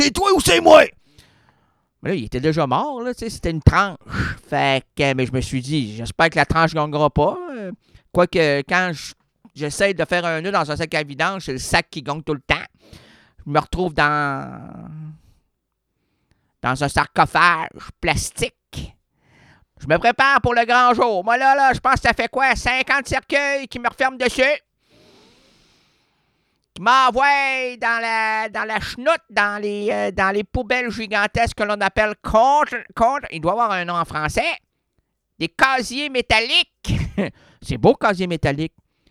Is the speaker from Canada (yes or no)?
yes; Quebec, Canada; parce que moi, j'ai un clavier francophone. Je suis québécois.